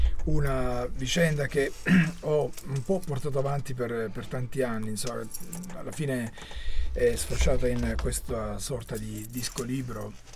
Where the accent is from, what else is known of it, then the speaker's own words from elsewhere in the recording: Calimera, Apulia, Italy; Tra questi c'è Calimera, che è il mio paese d'origine